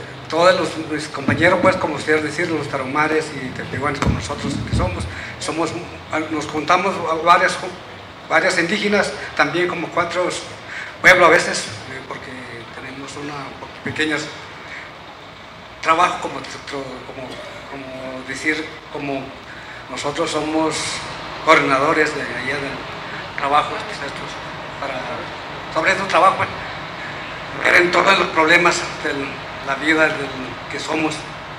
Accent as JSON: {"language": "Spanish", "region": "Chihuahua", "country": "Mexico", "said": "vengo de la Taromara, como dicen ahí, de Chihuahua. Y vengo a un pueblo que se llamaba Origami, municipio de Guadalupe Calvo"}